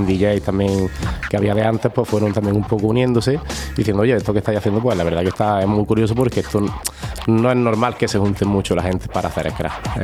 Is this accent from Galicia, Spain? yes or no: no; Granada, Andalusia, Spain; lo conocimos allí en Madrid, aunque los dos somos de Granada